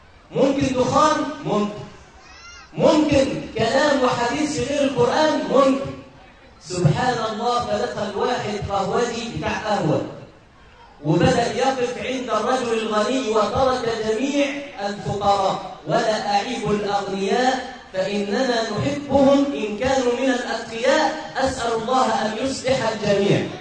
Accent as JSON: {"language": "Arabic", "country": "Egypt", "said": "دخلت مره في مكان عندنا في مصر بيسموه المضيافه."}